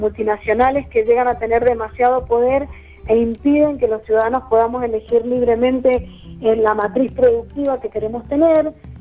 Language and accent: Spanish; Mendoza, Argentina; como mendocinos hemos tenido que enfrentar desde que los primeros criollos llegaron a Mendoza, distintas situaciones complejas